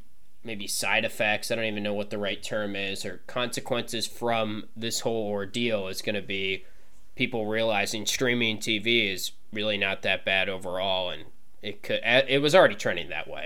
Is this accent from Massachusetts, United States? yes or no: no; North Carolina, United States; kind of growing up in the North Carolina area and everything and being a UNC fan